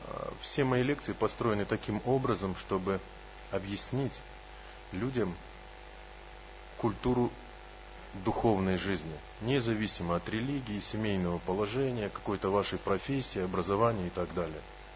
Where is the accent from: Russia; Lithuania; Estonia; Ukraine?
Russia; Ulan-Ude, Buryatia; born there; Сразу еще раз скажу, что я родился в Улан-Удэ.